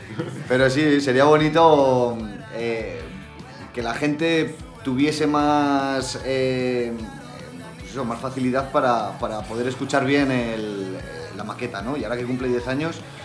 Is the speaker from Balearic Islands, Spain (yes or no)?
no; La Rioja, Spain; Y en La Rioja, pues encima lo llevamos siempre como bandera.